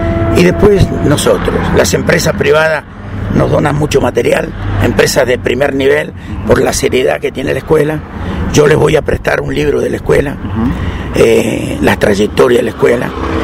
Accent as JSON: {"language": "Spanish", "country": "Argentina", "tie": "born there", "said": "Soy argentino de nacimiento"}